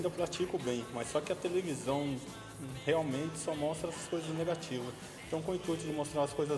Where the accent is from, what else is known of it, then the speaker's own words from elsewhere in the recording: Jacareí, São Paulo, Brazil; born there; eu nasci em Jacareí e moro aqui então desde 1980